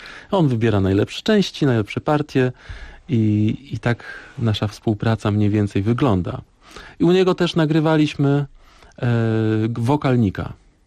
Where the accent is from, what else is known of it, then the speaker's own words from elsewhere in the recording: Szprotawa, Lubusz Voivodeship, Poland; Ja pochodzę ze Szprotawy. To są daleki zachód, dziki zachód nazywam to.